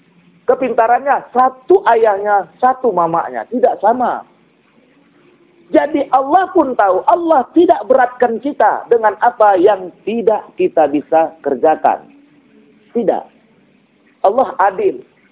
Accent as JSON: {"language": "Indonesian", "town": "Kuala Tanjung", "region": "North Sumatra", "country": "Indonesia", "said": "Yang paling jauh saya dari Kuala Tanjung."}